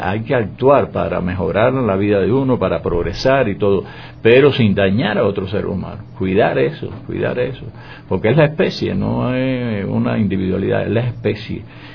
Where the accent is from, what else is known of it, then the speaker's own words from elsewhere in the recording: Cuba; tengo aquí una crítica que salió en la prensa a una, en mi país, en Cuba, en mi provincia, se hace un evento de cine